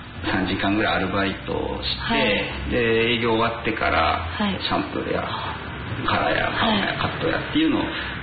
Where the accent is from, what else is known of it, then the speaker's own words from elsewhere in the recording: Akita, Japan; moved away as an adult; 僕秋田県出身なんですけど、